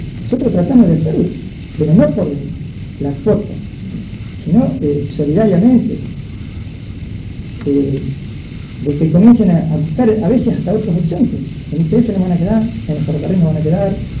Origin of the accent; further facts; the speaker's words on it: La Plata, Buenos Aires Province, Argentina; creo que casi todos somos de La Plata